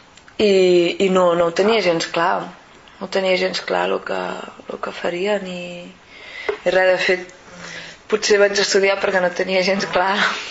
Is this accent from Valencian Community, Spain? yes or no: no; Sabadell, Catalonia, Spain; jo soc de Sabadell